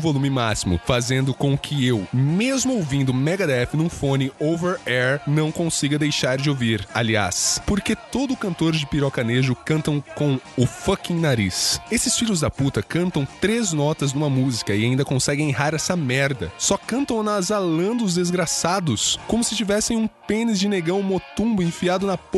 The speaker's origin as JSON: {"language": "Portuguese", "region": "Rio Grande do Sul", "country": "Brazil", "said": "tenho 19 anos e sou de RS."}